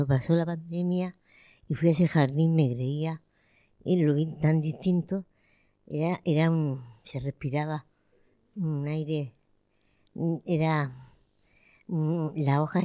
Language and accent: Spanish; Lorca, Region of Murcia, Spain; moved away as an adult; now in Murcia, Spain; Yo, porque como soy de Lorca, cuando me vine aquí a estudiar, pues los fines de semana era obligatorio irse a tu casa.